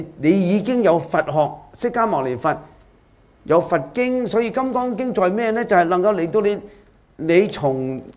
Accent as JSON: {"language": "Cantonese", "country": "China", "said": "我哋中國人嘅好多嘅哲學家咧"}